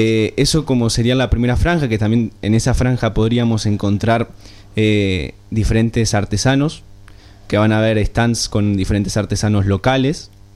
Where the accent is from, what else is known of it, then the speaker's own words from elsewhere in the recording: Uruguay; bien llevado a nuestra tradición como uruguayos